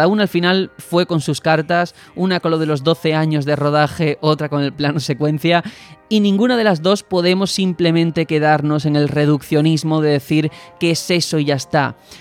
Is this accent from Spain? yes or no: yes; Algeciras, Andalusia, Spain; now in Madrid, Spain; Yo vengo de Algeciras, de estar toda la vida pues con mis padres. Nunca había salido ni vivido fuera.